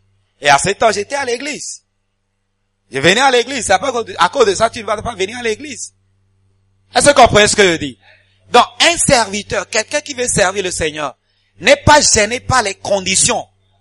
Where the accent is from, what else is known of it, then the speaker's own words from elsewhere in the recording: Ghana; moi j'ai un diplôme, je viens du Ghana, un diplôme bilingue anglais-français, et vous commencez à parler anglais.